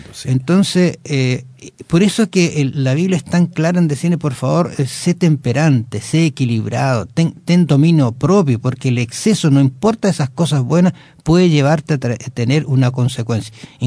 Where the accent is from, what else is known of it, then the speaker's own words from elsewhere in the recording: Osorno, Los Lagos, Chile; born there; una ciudad donde nací, en Osorno, al sur de Chile.